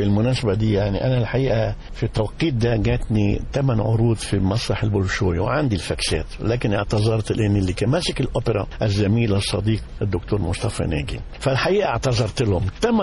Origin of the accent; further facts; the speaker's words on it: Cairo, Cairo Governorate, Egypt; لا في القاهرة، بس زي ما قلت هاتك الوالد عاش في بورسعيد واسكندرية وانا وهو اصلا تركي الوالد